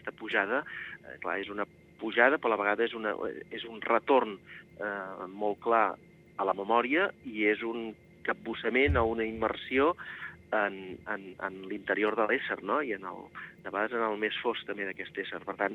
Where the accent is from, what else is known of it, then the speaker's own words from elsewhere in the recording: Catalonia, Spain; jo sóc del Penedès, malgrat que tingui arrels també en el Camp de Tarragona